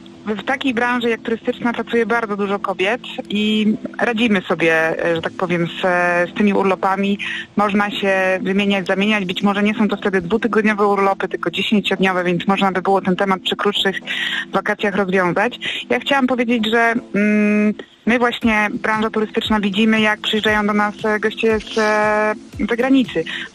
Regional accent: Kołobrzeg, West Pomeranian Voivodeship, Poland; pochodzę z Kołobrzegu.

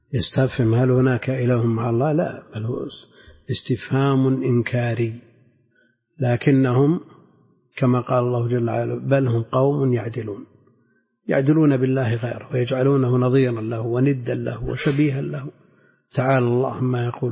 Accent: Najd, Saudi Arabia; لا سيما عندنا في نجد أكثر يمكن حدود 10 نسخ

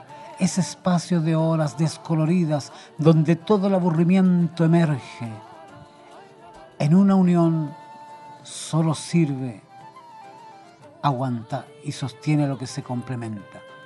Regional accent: Chile; Bueno, yo soy chileno, ¿no? En Chile dicen, están arriba de la pelota.

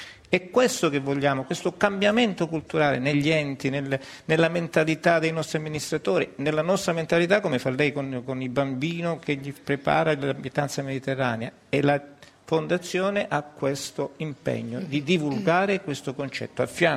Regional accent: Ostuni, Apulia, Italy; il sindaco del mio paese, il sindaco di Ostuni

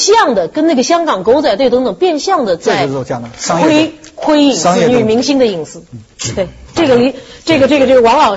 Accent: Shanghai, China; 我令上海蒙羞了嘛，我耻为上海人。

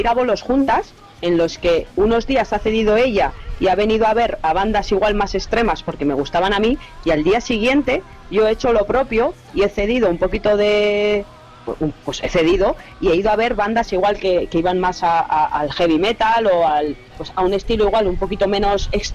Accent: Vitoria, Basque Country, Spain; son una banda de mi casa, yo también soy de Vitoria

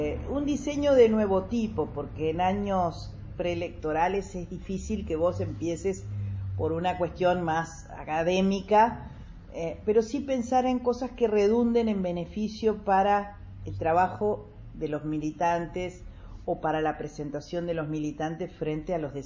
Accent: Uruguay; como todo uruguayo, así somos directores técnicos, así somos psicólogos

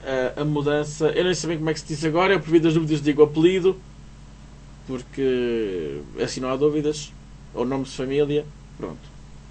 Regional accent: Portugal; Porque eu sou português, não sou brasileiro.

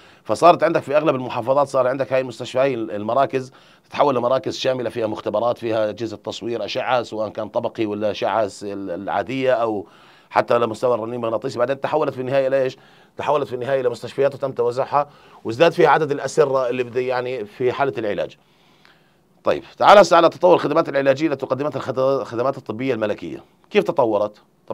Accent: Jordan; واحنا عندنا في الاردن يعني بصراحه

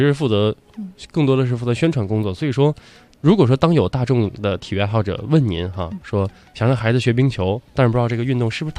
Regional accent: Inner Mongolia, China; 就像我的老家是内蒙的，也是超级北的北方哈，

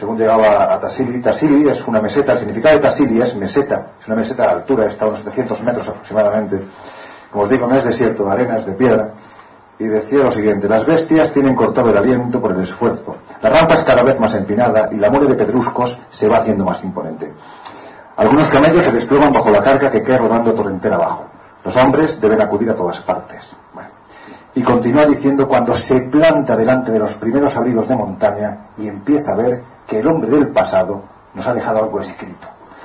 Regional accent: Jaén, Andalusia, Spain; se encuentra, por ejemplo, en un yacimiento de mi tierra, de Jaén

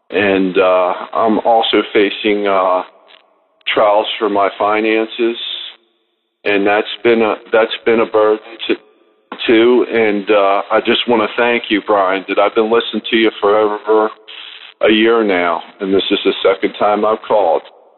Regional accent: Maryland, United States; I'm from Maryland, Daily Audio Bible.

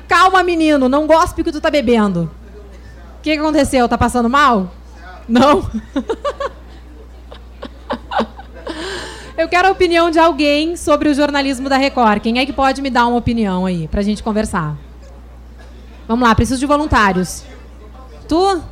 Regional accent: Rio Grande do Sul, Brazil; now in Rio de Janeiro, Brazil; vocês já vão perceber que eu não sou carioca, eu sou gaúcha. E eu tô só há 5 meses aqui no Rio de Janeiro, então meu sotaque ainda é bem puxado.

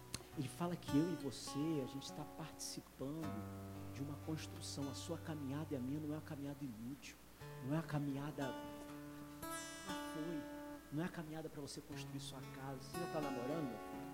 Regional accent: Rio de Janeiro, Brazil; Como eu falei, eu sou do Rio, minha família está no Rio.

